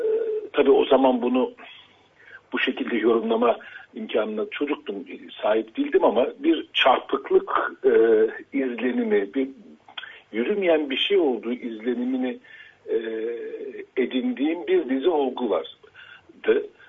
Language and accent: Turkish; Istanbul, Turkey; ben Kurtuluş'ta büyüdüm